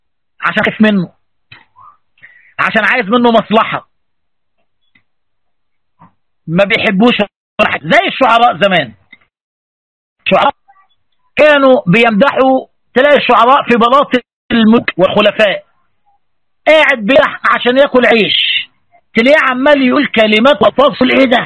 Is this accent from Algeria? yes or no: no; Egypt; زي بيقولوا عندنا في مصر